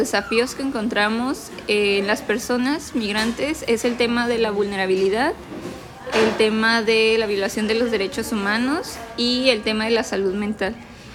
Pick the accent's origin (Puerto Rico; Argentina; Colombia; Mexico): Mexico; Tijuana, Baja California; born there; yo nací aquí en Tijuana, soy residente de Tijuana, ¿no? Mi familia sí es una familia que tiene una situación migratoria, ¿no? Mi mamá es del estado de Zacatecas, mi papá sí nació en Tijuana